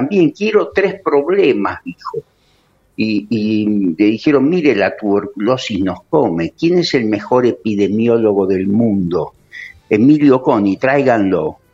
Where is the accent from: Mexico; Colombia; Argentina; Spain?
Argentina; Mendoza; Bueno, yo soy de Mendoza